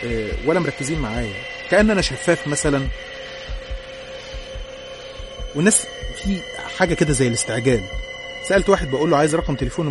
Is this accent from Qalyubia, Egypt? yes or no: yes; Qalyubia, Egypt; born there; من مواليد الأليوبية.